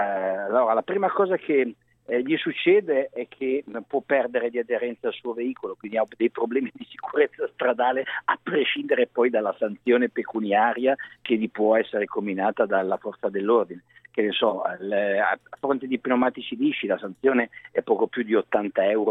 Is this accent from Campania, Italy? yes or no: no; Milan, Lombardy, Italy; perché io sono milanese